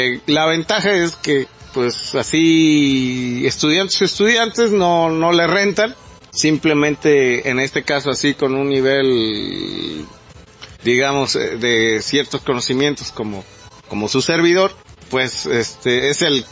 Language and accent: Spanish; Mexico; como nosotros, como mexicanos, que nos afecta totalmente eso.